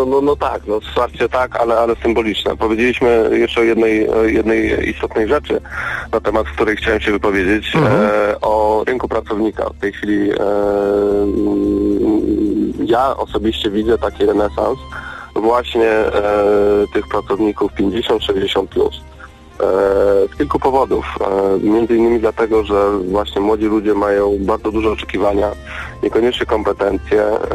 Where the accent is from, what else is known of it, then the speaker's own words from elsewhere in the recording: Lublin, Lublin Voivodeship, Poland; Mam 30 lat, jestem przedsiębiorcą z Lublina.